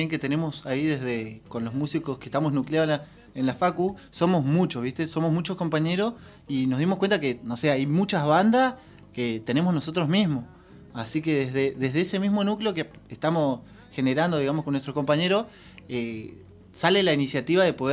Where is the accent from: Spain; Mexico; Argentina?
Argentina; Bariloche, Río Negro; desde donde yo vengo, yo soy de Bariloche.